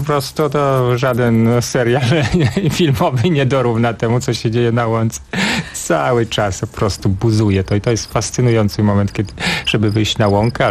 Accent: Podlaskie Voivodeship, Poland; Tak, pochodzę z Podlasia i wciąż chętnie tam wracam i wciąż uważam, że Podlasie, ten mój region rodzinny, gdzie się wychowałem, ma niezwykły urok.

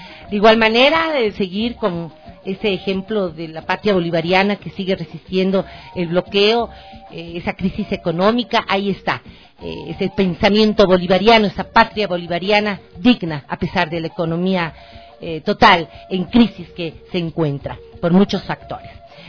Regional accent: Ecuador; Ese es el derecho que tenemos como ecuatorianos y ecuatorianas, como latinoamericanos

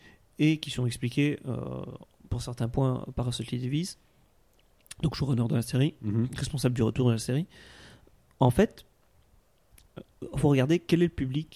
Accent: Belgium; J'ai dit 77 ans, je suis belge.

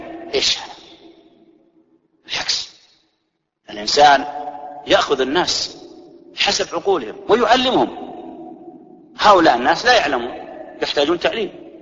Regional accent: Saudi Arabia; واضح يجي في الدولة مثل عندنا في السعودية له شكل

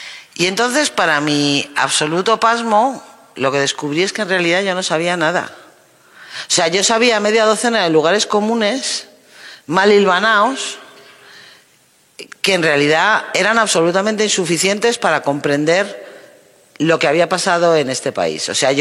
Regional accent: Spain; La primera era comprender lo que había pasado aquí en mi país, ¿no?

